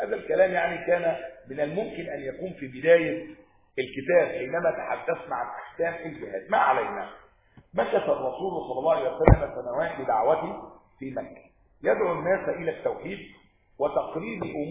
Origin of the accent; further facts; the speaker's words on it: Upper Egypt, Egypt; أنا صعيدي ما تخافوش يعني